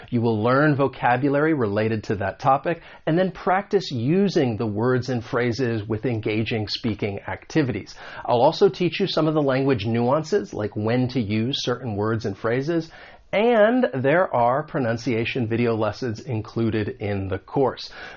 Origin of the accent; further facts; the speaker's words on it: United States; accent: American; this is more about the American accent because I am from the United States